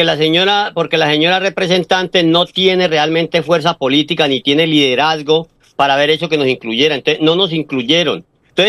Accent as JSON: {"language": "Spanish", "country": "Colombia", "moved": "yes", "said": "colombianos seguimos siendo, así cambiemos de lugar de residencia, seguimos siendo colombianos"}